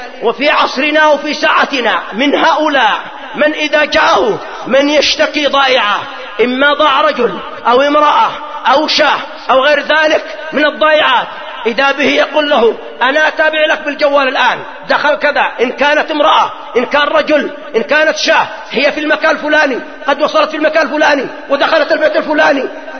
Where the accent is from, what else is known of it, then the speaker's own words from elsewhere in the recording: Yemen; وإما هو مشهور عندنا في اليمن من الدجال صاحب بيت الفقيه